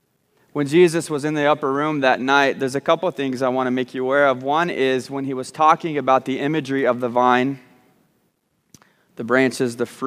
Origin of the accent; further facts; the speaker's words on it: Texas, United States; also born or lived in Arkansas; And I grew up, well, secretly in Arkansas, but we don't say that. I grew up in Texas.